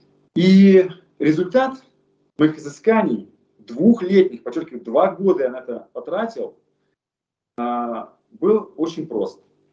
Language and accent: Russian; Far East, Russia; now in Moscow, Russia; Когда я переехал в Москву, сам я родом с Дальнего Востока